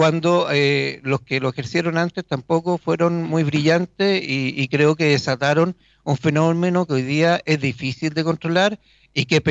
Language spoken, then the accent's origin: Spanish; Chile; Nosotros como chilenos responsables no podemos abrir nuestras fronteras y que entre cualquiera.